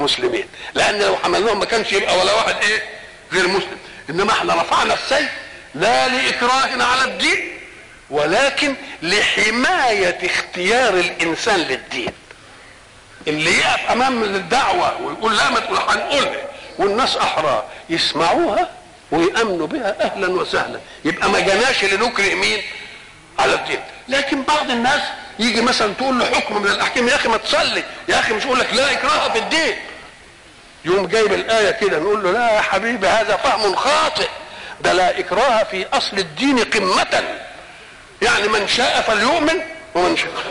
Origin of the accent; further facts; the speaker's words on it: Egypt; مثلا الحضارة التي عندنا في مصر